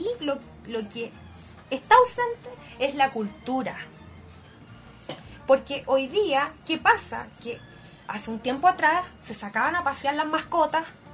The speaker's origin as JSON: {"language": "Spanish", "town": "Concepción", "region": "Biobío", "country": "Chile", "said": "yo soy penquista y tenemos que proteger nuestro medio ambiente, nuestro patrimonio natural"}